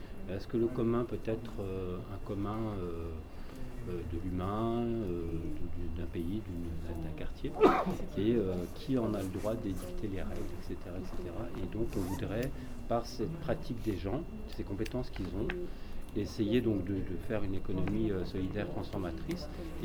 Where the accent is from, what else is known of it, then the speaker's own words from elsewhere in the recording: Grenoble, Auvergne-Rhône-Alpes, France; je viens de Grenoble